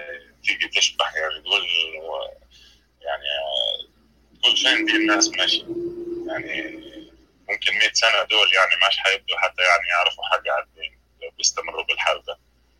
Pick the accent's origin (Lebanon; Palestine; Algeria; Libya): Libya; انا طبعا مش من مصر، انا من ليبيا.